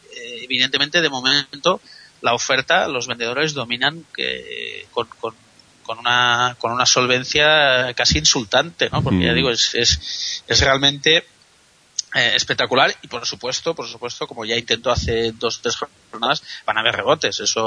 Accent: Spain; nos preocupa porque somos españoles y estamos aquí

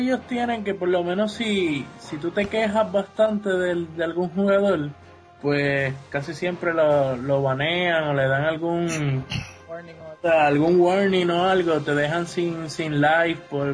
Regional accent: Puerto Rico; Diga que soy puertorriqueño

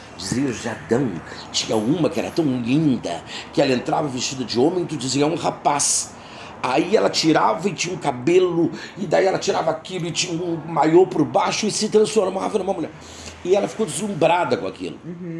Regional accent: Jaguarão, Rio Grande do Sul, Brazil; eu fui criado em Jaguarão, uma cidade muito antiga.

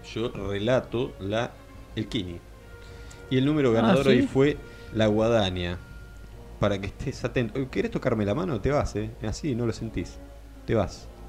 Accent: Uruguay; Yo soy uruguayo

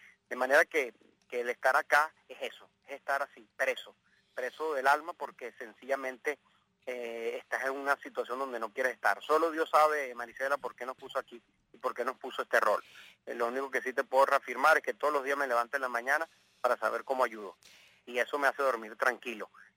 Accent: Venezuela; born there; Yo nací en Venezuela, todo lo que he podido construir en mi vida se lo debo a ese país

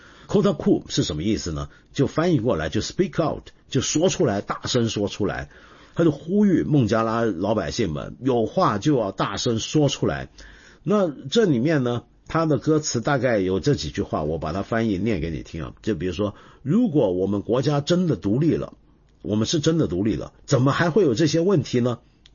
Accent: China; 所以我们中国人如果肯吃力、花力气去游的话，我们是能够出现我们这么好的成绩的

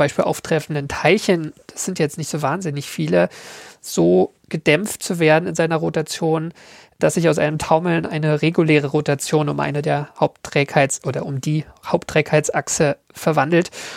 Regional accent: Berlin, Germany; Nein, ich komme aus Berlin, ich sage dazu, Eierkuchen.

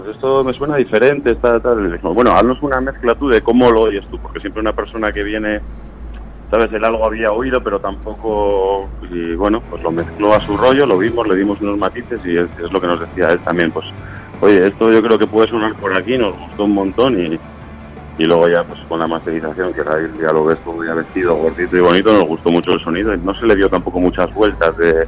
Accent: Vitoria-Gasteiz, Basque Country, Spain; Al final Vitoria es un sitio pequeño, nosotros somos de Vitoria, para que no se sepa.

